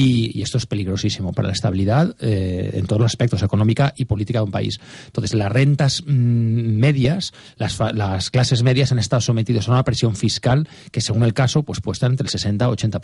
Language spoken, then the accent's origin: Spanish; Catalonia, Spain; Soy catalán, vivo allí, y además tengo familia distribuida por todo el territorio español